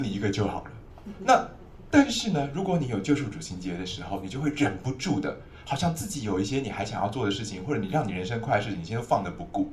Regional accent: Taiwan; 那你有没有发现我们台湾人最近这些年大肠癌节节攀升

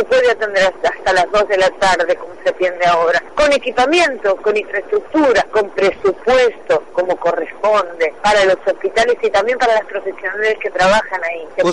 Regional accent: Avellaneda, Buenos Aires Province, Argentina; yo soy de Avellaneda.

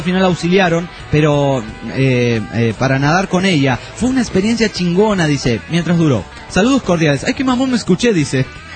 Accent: Argentina; o que pasaremos por mi tierra natal, Argentina.

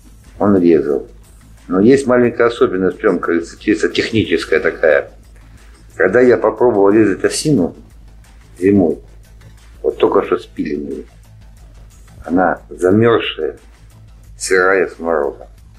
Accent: Moscow, Russia; also born or lived in Istra; Я, в принципе, москвич. Родился в Истре.

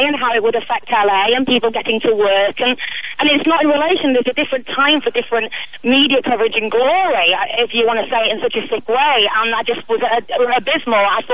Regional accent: United Kingdom; and I'm obviously British

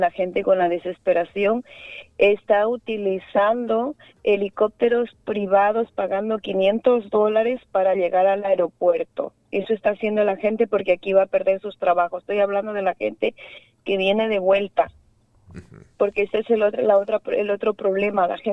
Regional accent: Ecuador; los que mantenemos al país somos los ecuatorianos fuera.

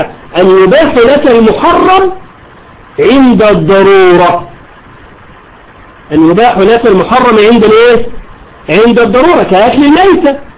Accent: Egypt; العملية مش هوج موج زي ما يقول عندنا في مصر

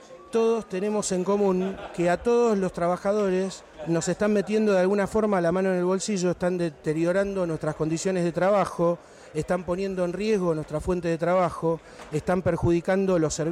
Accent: Buenos Aires Province, Argentina; que somos todos los bonaerenses.

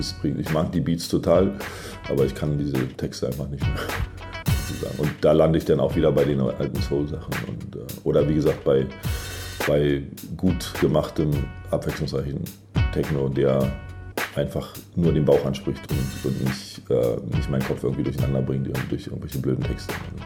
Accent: Germany; born there; Ich bin in der DDR geboren

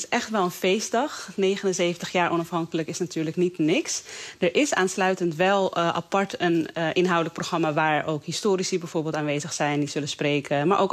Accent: Netherlands; born there; als Indonesiër die in Nederland woont en hier ook geboren is

